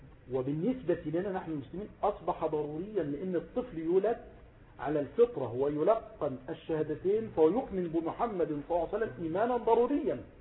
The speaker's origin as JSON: {"language": "Arabic", "town": "Mansoura", "region": "Dakahlia", "country": "Egypt", "said": "إنسان جاء مثلا من إسكندرية إلى عندنا في المنصورة هنا مثلا"}